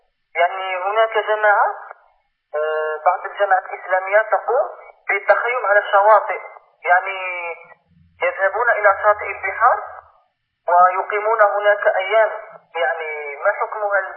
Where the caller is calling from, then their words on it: Algeria; يعني أنا أضرب الهاتف من الجزائر